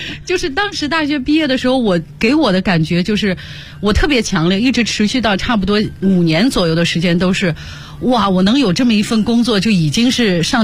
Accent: Xi'an, Shaanxi, China; 我是西安人。

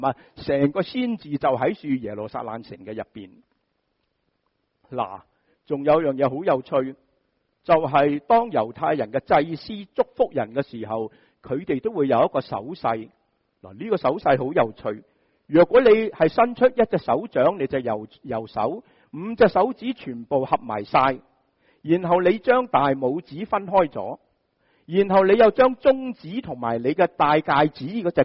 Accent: China; 这个字好像我们中国人的山水有相逢的山字，是吗？

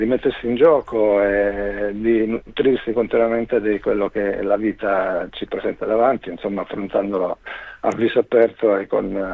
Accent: Strongoli, Calabria, Italy; Abbiamo suonato in particolare in provincia di Crotone, Strongoli, che è il mio paese d'origine

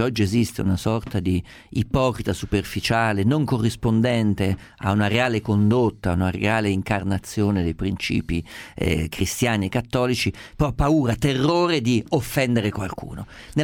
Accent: Perugia, Umbria, Italy; io pensi sono umbro, si figuri, noi viviamo nelle leggende, l'Umbria lo sa, soprattutto la mia città Perugia, è piena di monasteri

